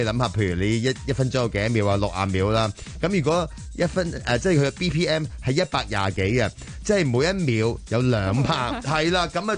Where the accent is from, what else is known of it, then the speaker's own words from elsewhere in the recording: Hong Kong; 有时我哋香港人咧听英文歌咧